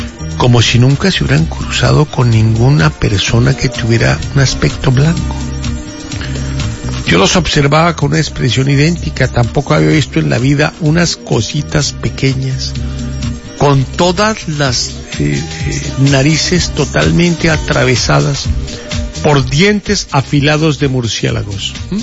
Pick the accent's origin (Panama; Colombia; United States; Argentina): Colombia; Somos colombianos, no argentinos.